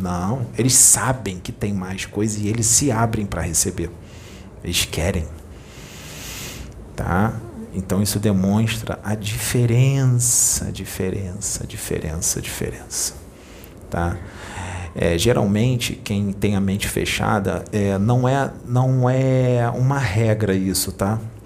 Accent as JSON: {"language": "Portuguese", "region": "Rio de Janeiro", "country": "Brazil", "said": "Eu sou daqui do Rio."}